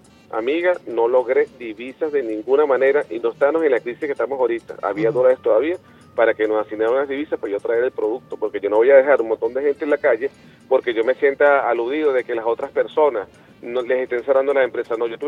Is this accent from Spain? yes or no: no; Venezuela; se lo digo como venezolano, como chavista